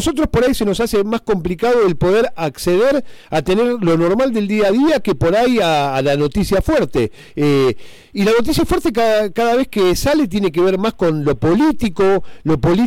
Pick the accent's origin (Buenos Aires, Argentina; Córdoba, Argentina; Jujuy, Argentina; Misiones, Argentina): Buenos Aires, Argentina; en mi caso yo vengo de Buenos Aires, Sofi es de aquí